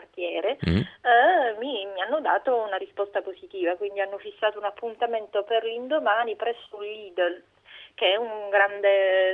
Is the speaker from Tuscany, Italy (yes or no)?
no; Palermo, Sicily, Italy; now in Milan, Italy; Sono siciliana, palermitana di origine, a Milano, milanese di adozione da poco.